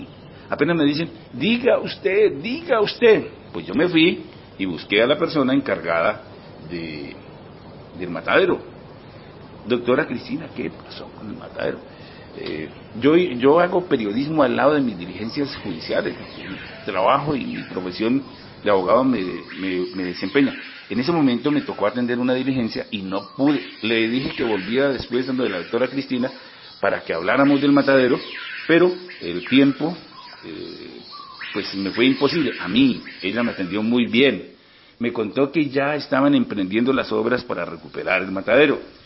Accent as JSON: {"language": "Spanish", "town": "Cáqueza", "region": "Cundinamarca", "country": "Colombia", "tie": "born or raised there", "said": "pero en especial para los de Caquesa, mi tierra natal."}